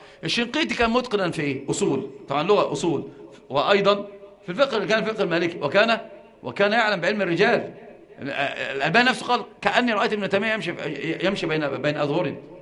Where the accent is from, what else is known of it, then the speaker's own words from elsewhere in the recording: Egypt; وانت انظر اللي راكب عربية يسمونها عندنا في مصر قردة عربية نصر